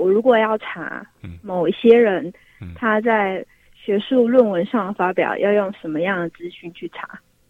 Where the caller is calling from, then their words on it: Taipei, Taiwan; 我是台北的